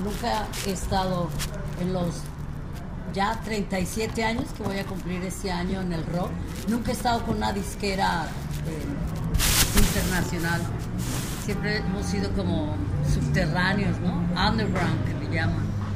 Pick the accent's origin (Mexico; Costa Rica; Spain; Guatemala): Mexico; oye, soy mexicana.